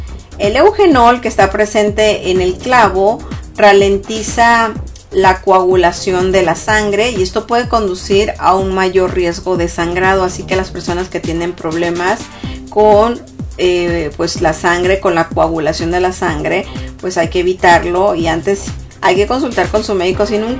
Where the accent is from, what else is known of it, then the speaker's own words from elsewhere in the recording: Mexico; para la gente que somos de México, cuando comemos el arroz con leche